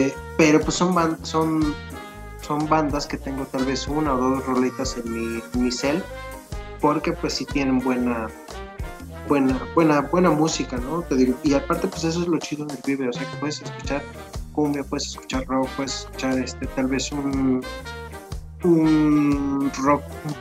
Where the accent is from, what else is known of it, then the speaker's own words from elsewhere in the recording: Mexico; Es que, o sea, como buenos mexicanos